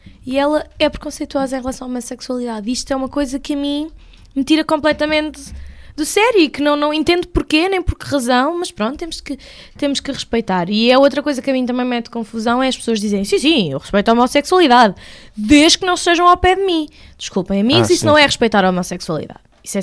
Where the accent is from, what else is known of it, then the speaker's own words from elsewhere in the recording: Leiria, Centro, Portugal; now in Lisbon, Portugal; Eu vivo em Lisboa há 3 anos, mas eu não sou daqui, sou de Leiria.